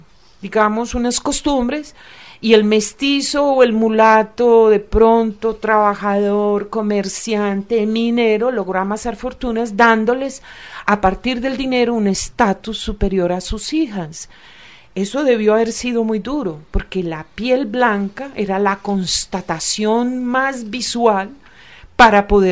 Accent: Antioquia, Colombia; Pero lo que somos los antioqueños no nos podemos dar pues de mucha nobleza ni mucha aristocracia

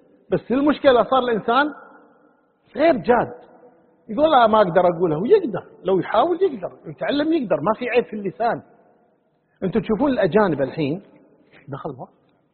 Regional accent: Kuwait; يعني حنا كويتيين مثلا الضالين نقولها الضالين، والقاف نقولها غينها

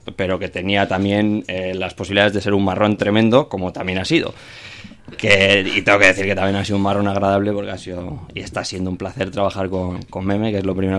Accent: Bilbao, Basque Country, Spain; a pesar de que soy de Bilbao tal y cual y he vivido en el barrio y demás

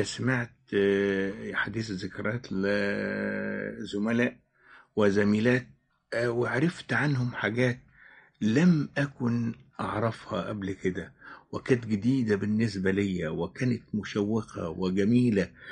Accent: Suez, Suez Governorate, Egypt; also born or lived in Asyut / Ismailia; أنا يعني شبيت ويعني شافت شوارع السويس طفولتي أو بداياتي. يعني في الابتدائي أنا كنت في السويس. يعني في المرحلة الابتدائية اتقسمت ما بين الإسماعيلية والسويس، لأن والدي الله يرحمه كان موظف في السكة الحديد

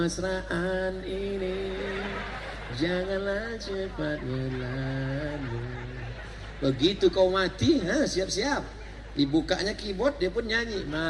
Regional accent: West Sumatra, Indonesia; Saya bukan orang Melayu Pak Ustaz. Saya orang Minangkabau.

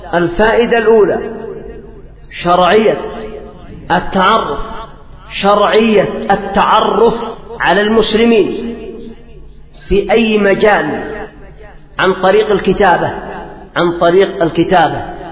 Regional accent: Yemen; قال ابني هذا يقول إن جبريل خان الرسالة، هذا عندنا في اليمن

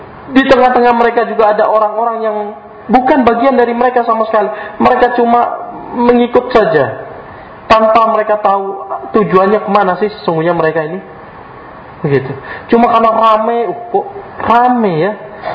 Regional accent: Cirebon, West Java, Indonesia; Terkhusus daerah saya ya, daerah Cirebon.

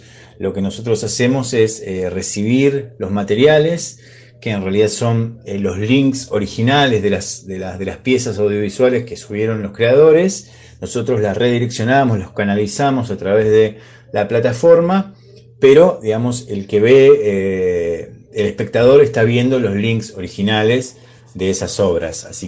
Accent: Moreno, Buenos Aires Province, Argentina; como nosotros somos del oeste, de Moreno, de Merlo

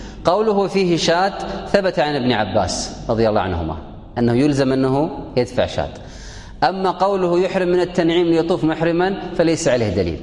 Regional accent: Kuwait; في السابق عندنا في الكويت يلبسون أخضر بس هذه انقرضت الآن

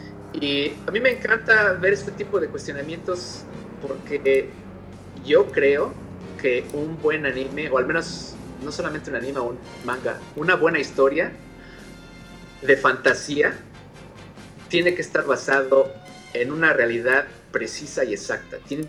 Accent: Mexico; yo me crié en Latinoamérica, en México específicamente

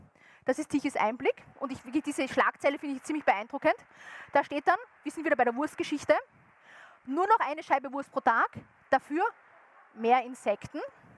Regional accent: Graz, Styria, Austria; ich komme aus Graz, das ist im Süden Österreichs.

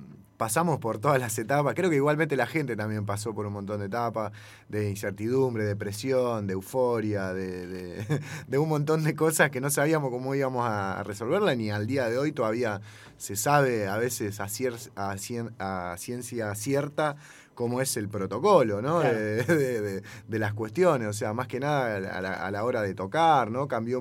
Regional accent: La Plata, Buenos Aires Province, Argentina; Acá, yo que soy de Gambier, lo estábamos hablando recién

